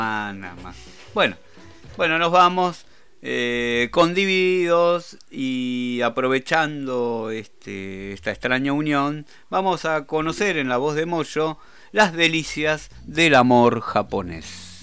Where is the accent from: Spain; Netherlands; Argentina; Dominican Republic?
Argentina; siendo argentinos nosotros más bien siempre estamos en segunda y tercera vuelta